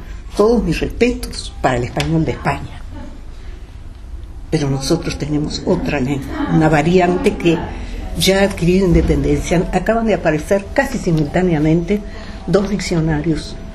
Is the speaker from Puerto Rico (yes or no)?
no; Uruguay; now in Mexico; Desde que salí de Uruguay me llamó mucho la atención las diferencias del español de una zona a otra. Y en México es notorio, muy notorio.